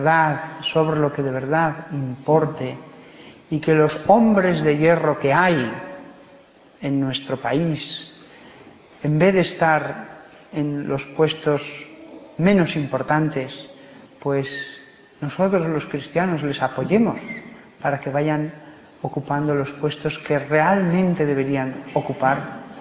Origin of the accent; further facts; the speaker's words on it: Aragon, Spain; Pues el egoísmo, y yo soy aragonés, dijeron que se vaya al mar.